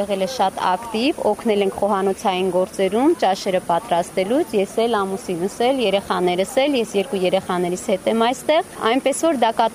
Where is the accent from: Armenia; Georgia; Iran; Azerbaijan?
Armenia; Jermuk, Vayots Dzor; շատ սիրում ենք մեր գյուղը, որտեղ որ հիմա ապրում ենք, չնայած մենք եկել ենք Ջերմուկից